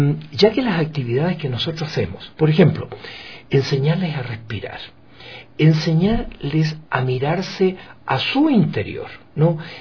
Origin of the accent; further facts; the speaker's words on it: Ecuador; accent: Chilean-tinged; achilenado, pero yo soy más ecuatoriano que chileno.